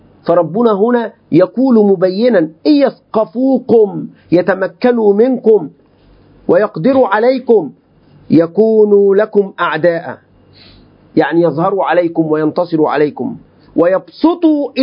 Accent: Egypt; كلمة بقى دي يعني أنا كعمي مصري يعني دايما نقول هذه الكلمة

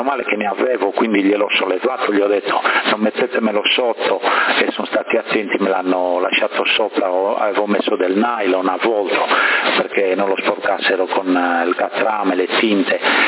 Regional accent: Bonorva, Sardinia, Italy; now in Sassari, Italy; da ragazzo non vivevo a Sassari allora, no? E io vengo da Bonorva, quindi là avevamo la vigna, per cui da ragazzino aiutavo

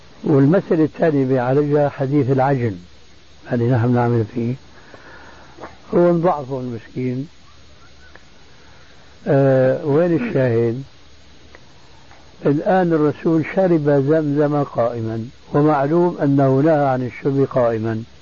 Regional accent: Syria; بسموه عندنا بالشام بورضان،

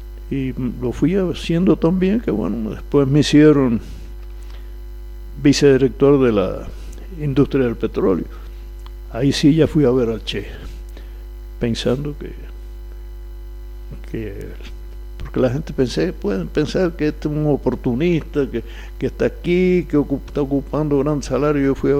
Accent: Cuba; Bueno, yo soy cubano. Nací hace casi 88 años, en este año cumplo esa edad.

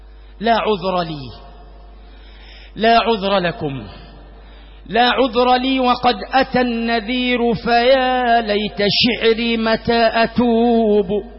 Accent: Egypt; اللهم اجعل بلدنا مصر وسائر بلاد

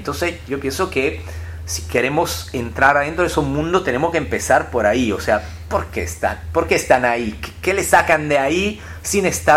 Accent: Sardinia, Italy; Y los folclores de los paisanos de Sardeña, que es la región de donde yo vengo

